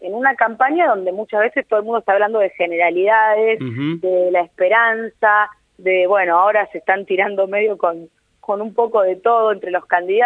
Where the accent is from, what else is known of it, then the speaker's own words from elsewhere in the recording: Santa Fe, Argentina; yo vengo de la provincia de Santa Fe, donde también estuvimos el domingo, también en un lugar ícono que son las barrancas de nuestro río Paraná